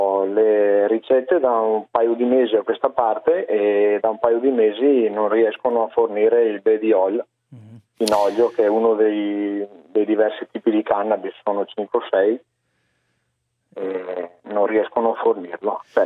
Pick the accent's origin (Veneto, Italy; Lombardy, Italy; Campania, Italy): Veneto, Italy; quindi la passa la Regione Veneto, io sono del Veneto.